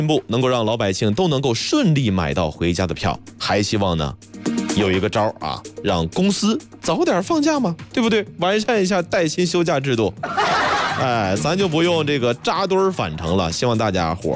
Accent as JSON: {"language": "Chinese", "town": "Baoding", "region": "Hebei", "country": "China", "tie": "born or raised there", "said": "因为圈住我老家在保定那边，每年基本上就是这个公交车啊，公共汽车啊，或者开车就回老家了。"}